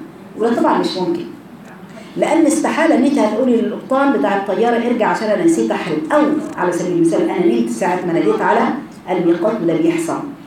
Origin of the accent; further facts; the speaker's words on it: Egypt; يبقى احنا من اهل مصر ميقاتنا فين؟